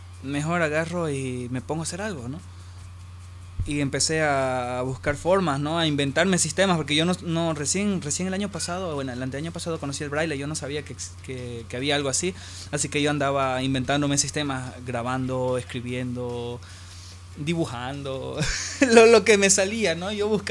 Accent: Trinidad, Beni, Bolivia; porque yo soy de Trinidad, y en Trinidad algo, todo el mundo tiene moto, ¿no?

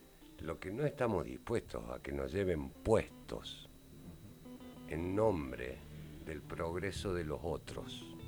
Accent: Córdoba, Argentina; yo vengo de San Vicente, otra república, ¿no? La de los corsos, la de las murgas.

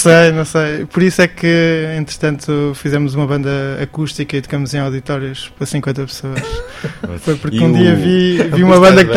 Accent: Alcobaça, Leiria, Portugal; Mas eu sou da zona de Alcobaça e tenho bandas para aí desde os 14, 15 anos.

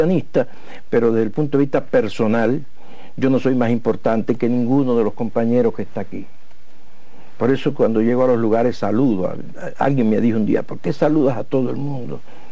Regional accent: Mayarí, Holguín, Cuba; caímos en mi pueblo. Y creo que si algo importante tiene Mayarí en ese cariño que me tiene la gente

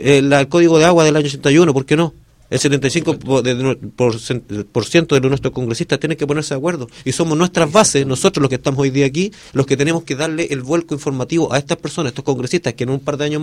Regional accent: Los Molles, Valparaíso, Chile; porque soy de los Molles, porque soy presidente de la Junta de Vecinos nomás.

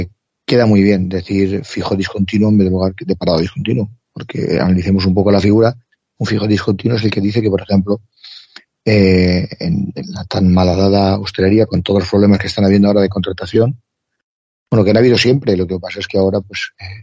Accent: Spain; nosotros como españoles, ¿por qué no nos declaramos neutrales?

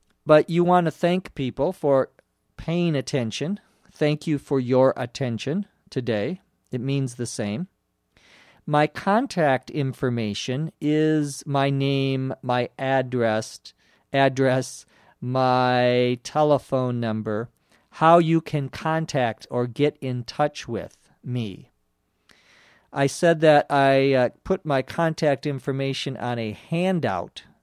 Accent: Los Angeles, California, United States; from Los Angeles.

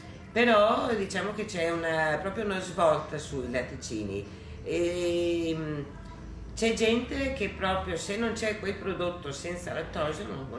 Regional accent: Vigarano, Emilia-Romagna, Italy; Comunque sono di Vigarano, per cui sono qua in provincia di Ferrara

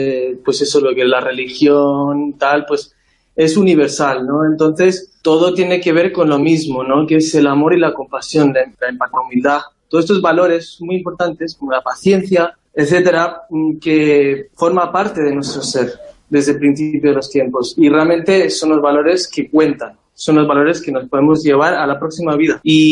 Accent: South India, India; Y entonces yo donde crecí fue en India, en un monasterio en el sur, desde los 6 años que me ingresaron en el monasterio, y ahí estuve hasta los 18 años

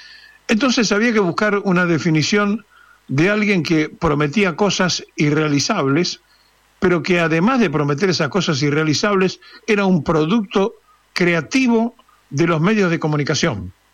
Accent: Argentina; que somos sus integrantes, que somos los argentinos

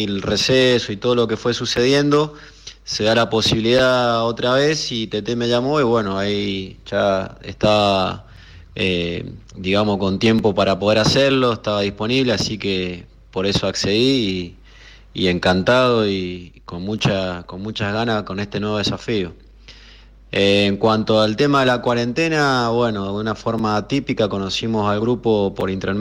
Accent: Mendoza, Argentina; yo soy de Mendoza, y de ahí comencé a trabajar con él

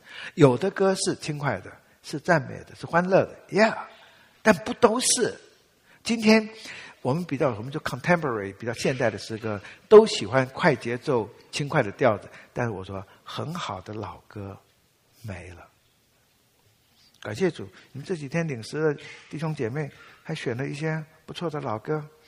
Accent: Taiwan; 我们台湾话有一句话哈

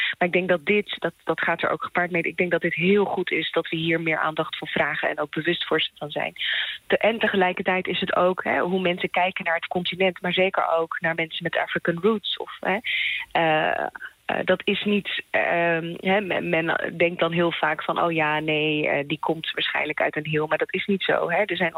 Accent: Eritrea; now in Netherlands; Mijn roots liggen in Eritrea. Dus ik kom oorspronkelijk uit Eritrea.

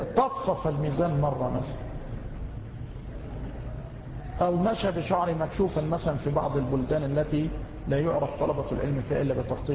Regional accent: Egypt; نحن نجد بعض الناس خاصة عندنا في مصر أصحاب البنطلونات

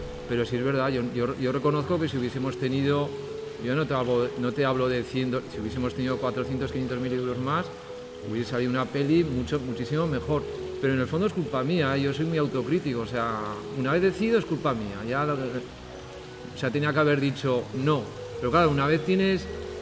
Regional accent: Tudela, Navarre, Spain; Pero bueno, yo soy de Tudela, de Navarra y soy muy cabezón.

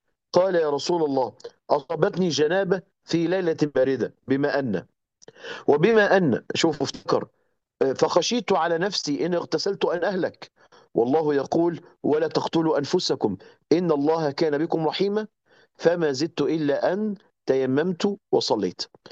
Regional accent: Egypt; ما فيش هناك زي عندنا في مصر كده حنفيات في كل بيت

